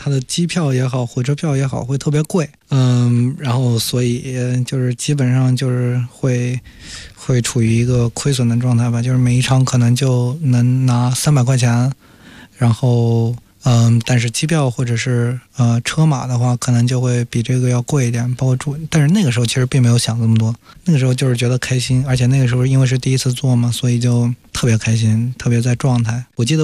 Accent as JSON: {"language": "Chinese", "region": "Zhejiang", "country": "China", "said": "首先我是一个浙江人"}